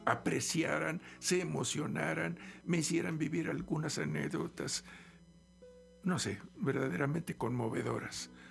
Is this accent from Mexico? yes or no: yes; Mexico City, Mexico; born there; now in Xalapa, Mexico; En la Ciudad de México.